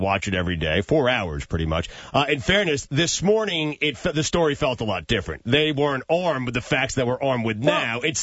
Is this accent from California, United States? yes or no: no; New York, United States; many of the Mets lived in the town I grew up in Long Island